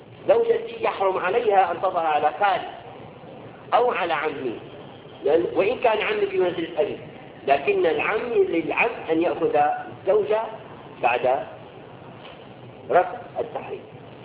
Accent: Syria; نسبة العنوسة عندنا في سوريا

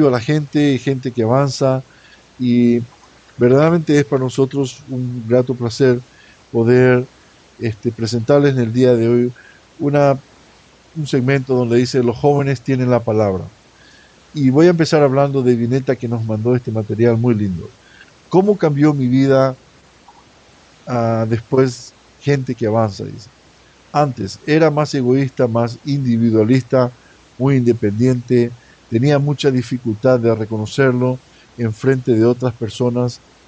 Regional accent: Chaco, Argentina; del Chaco argentino.

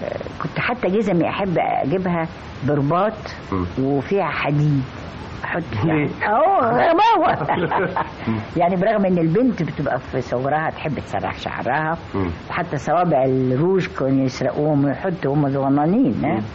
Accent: Egypt; وانا مصري بالذات طيب القلب قوي مجامل قوي كريم قوي

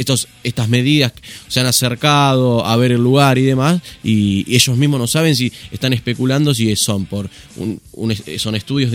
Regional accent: Punta Lara, Buenos Aires Province, Argentina; Como ustedes saben, yo soy de Punta Lara

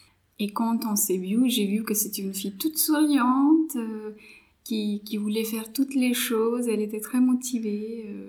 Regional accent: India; first language Marathi; French is a second language; Moi, je parle l'anglais, le français, marathi, c'est ma langue maternelle, et aussi la langue régionale. Hindi, c'est la langue nationale.

